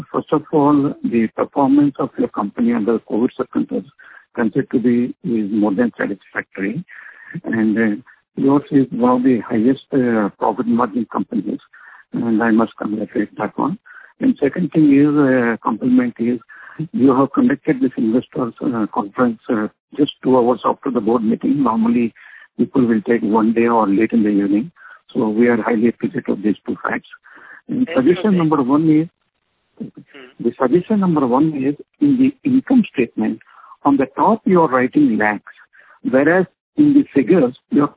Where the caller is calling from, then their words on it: Hyderabad, Telangana, India; I'm calling from Hyderabad.